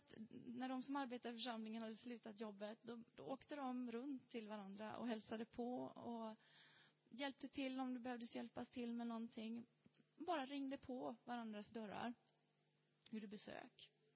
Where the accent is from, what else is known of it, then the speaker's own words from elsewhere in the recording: Sweden; moved away; Och då tänker man, det kanske bara är för att vi kommer från Sverige. Och att vi är nya här